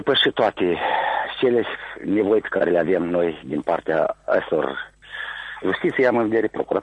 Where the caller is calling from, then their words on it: Căușeni, Căușeni District, Moldova; de la Căușeni.